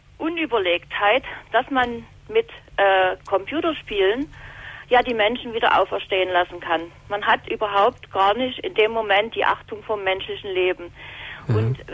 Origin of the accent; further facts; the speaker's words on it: eastern Germany, Germany; ich komme jetzt aus dem Osten